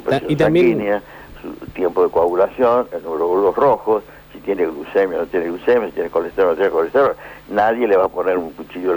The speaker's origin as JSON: {"language": "Spanish", "country": "Argentina", "said": "Y yo tuve que decir una frase bastante dolorosa como argentino"}